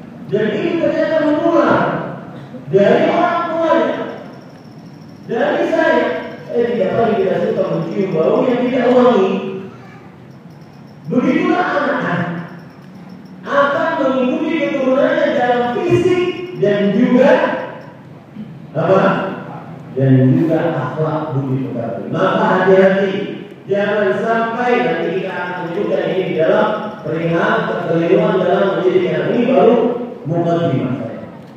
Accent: Banjarmasin, South Kalimantan, Indonesia; itu istilah Banjarmasin, kota saya

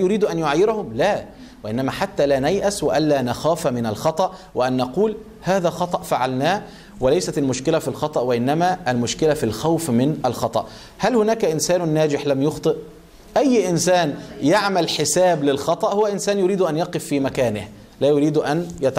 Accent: Egypt; يعني مثلا احنا عندنا في مصر ممكن الراجل عشان يزوج بنته بيروح يا اما يسرق يا اما ياخد قرض ربوي

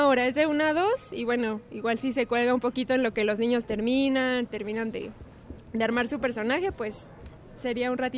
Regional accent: Puebla, Mexico; porque yo soy de Puebla, siempre la he visitado

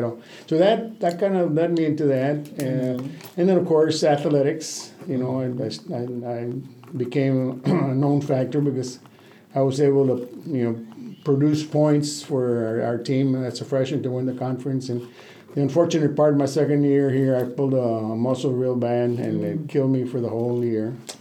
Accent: Laredo, Texas, United States; I was born and raised in Laredo, Texas.

